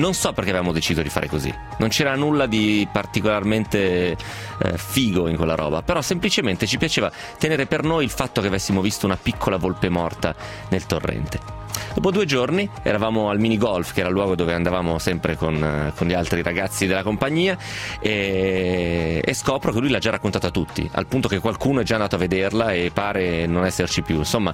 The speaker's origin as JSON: {"language": "Italian", "town": "Milan", "region": "Lombardy", "country": "Italy", "said": "uso competitor perché sono milanese, evidentemente i milanesi usano il termine competitor"}